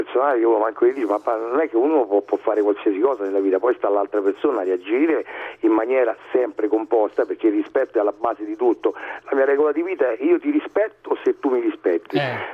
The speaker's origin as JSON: {"language": "Italian", "town": "Rome", "region": "Lazio", "country": "Italy", "said": "Di Monte Mario"}